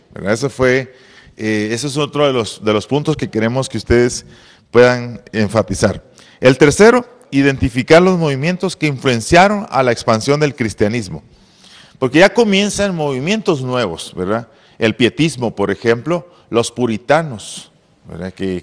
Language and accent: Spanish; Oriente, Guatemala; yo soy de Oriente, nosotros conservamos un terreno de mi papá